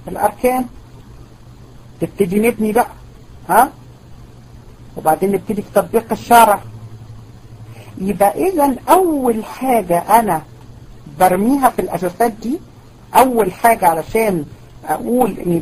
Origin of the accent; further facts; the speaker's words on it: Egypt; واحنا كمان كمصريين متفائلين جدا ومتربيين على التفاؤل